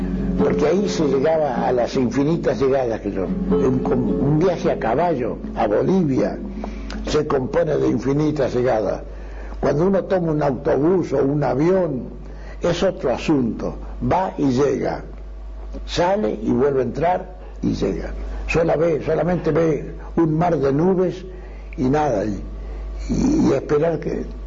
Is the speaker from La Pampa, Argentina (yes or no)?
yes; La Pampa, Argentina; En mi tierra, aquí en La Pampa, lo mismo en Tucumán.